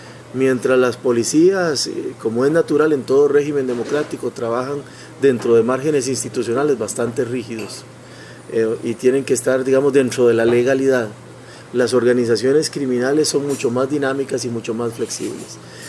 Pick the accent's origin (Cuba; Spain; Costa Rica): Costa Rica; moved away; aquí hablo como costarricense, aunque vivo fuera desde hace años